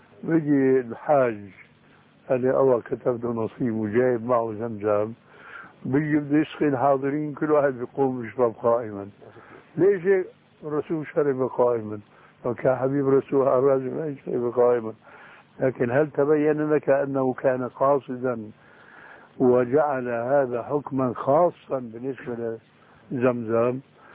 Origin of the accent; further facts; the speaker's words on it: Syria; يسموه عندنا بالشام برزان